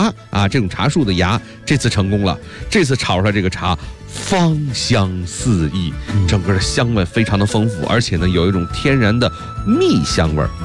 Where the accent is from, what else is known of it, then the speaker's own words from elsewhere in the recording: Beijing, China; 还跟咱们北京人离不开。